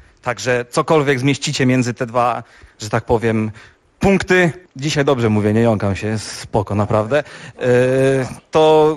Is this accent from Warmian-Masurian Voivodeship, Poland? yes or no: no; Szczecinek, West Pomeranian Voivodeship, Poland; Jesteśmy ze Szczecinka. Zachodniopomorskie, urocze, acz małe miasto.